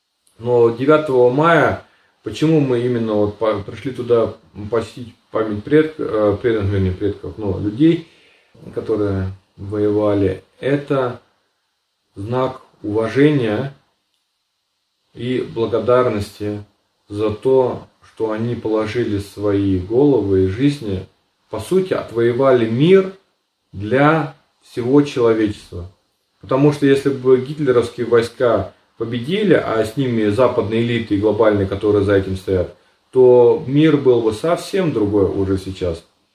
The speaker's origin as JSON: {"language": "Russian", "region": "Siberia", "country": "Russia", "tie": "born there", "said": "Вот почему, к примеру, я родился в Сибири? Да, потому что моего деда и их семью вообще в целом депортировали с Волги в Сибирь, забрали все имущество. Кстати, немцы, это были немцы Поволжья"}